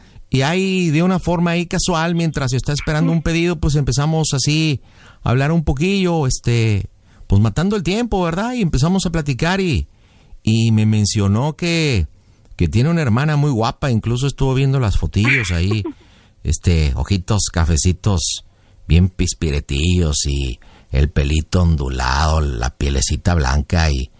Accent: Monterrey, Nuevo León, Mexico; now in Mexico City, Mexico; O sea, yo radico en Monterrey o soy de Monterrey y radico en México.

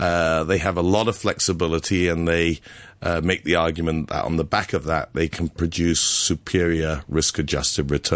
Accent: Hong Kong; moved away; growing up in Hong Kong, you learn how to study

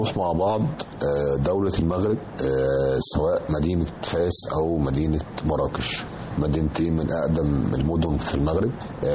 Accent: Egypt; إحنا عندنا في مصر طبعا أقدم معرض دولي للكتاب في المنطقة كلها

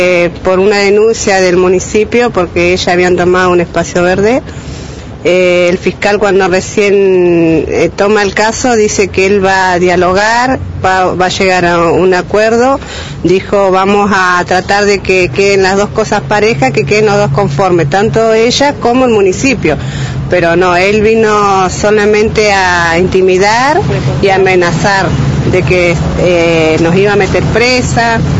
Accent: Cinco Saltos, Río Negro, Argentina; somos de Cinco Saltos, nosotros somos Agrupación Sin Techo

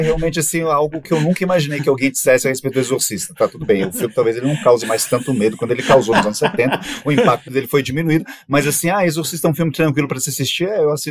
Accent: Brazil; eu acho que é como bom brasileiro, né?

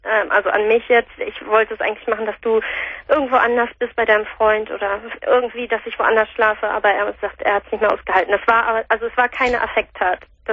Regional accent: Hamburg, Germany; wir kommen hier aus Hamburg.

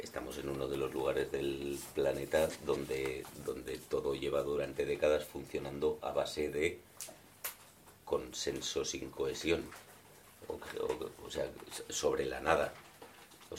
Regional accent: Catalonia, Spain; como soy catalán, me permito decir un par

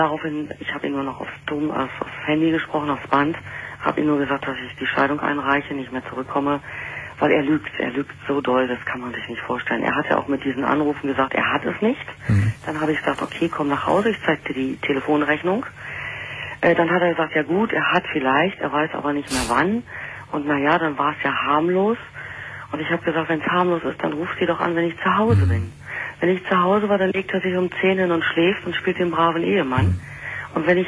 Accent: Berlin, Germany; ich bin ja Berlinerin

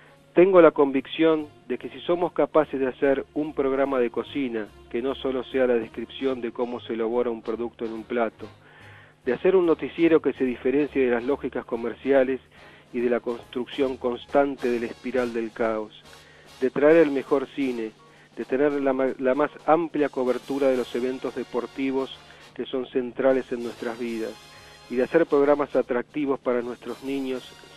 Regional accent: Argentina; Me despido con el deseo de que seamos capaces como argentinos de sancionar en democracia una nueva ley de servicios de comunicación audiovisual

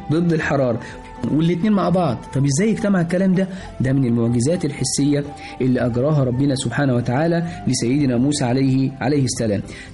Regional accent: Egypt; أول نبي عندنا في مصر كان

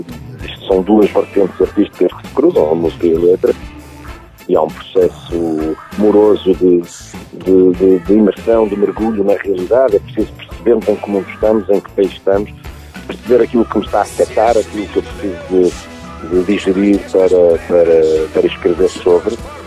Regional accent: Moimenta da Beira, Viseu, Portugal; also born or lived in Porto; ou não fosse eu português, e tenho muita afinidade com a minha infância e com a minha adolescência, que foi tratada um pouco por todo o mundo, mas cresci em Moimenta da Beira, cresci no Porto

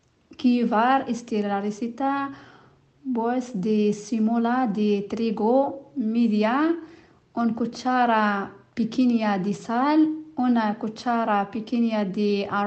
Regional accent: Algeria; Spanish is a second language; yo soy de Argelia.

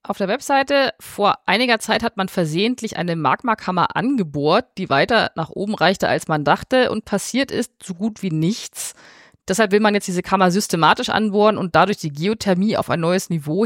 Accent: Quito, Pichincha, Ecuador; Ich wollte euch kurz von einem Erlebnis aus meiner Heimat Quito.

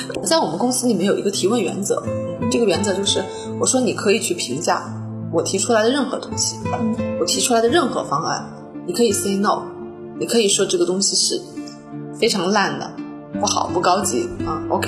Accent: Northeast China, China; also born or lived in United States; 美国人啊，他是跟我们中国的东北人，我老家的家乡人非常的相近，是非常热情好客的

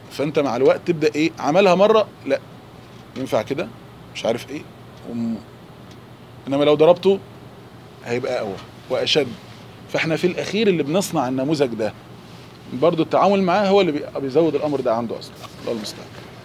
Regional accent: Egypt; قول عليه عندنا في مصر دهشان.

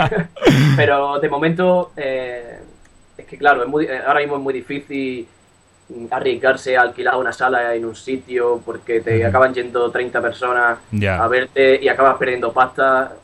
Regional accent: Almería, Andalusia, Spain; now in Madrid, Spain; De abajo de España, perro. Yo soy de Almería, aunque ahora mismo estoy afincado en Madrid.

